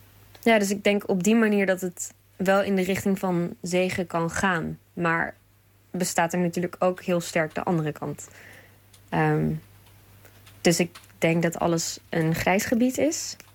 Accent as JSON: {"language": "Dutch", "region": "Groningen", "country": "Netherlands", "said": "uit Groningen."}